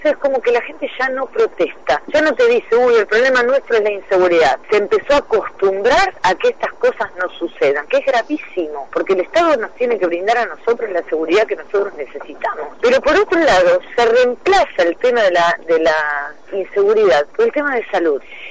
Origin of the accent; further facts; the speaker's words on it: Avellaneda, Buenos Aires Province, Argentina; yo soy de Avellaneda.